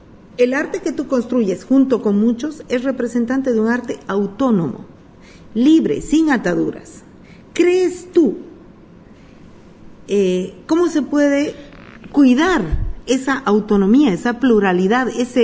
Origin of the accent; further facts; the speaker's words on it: Bolivia; Lo digo como boliviana, como constructora de cultura.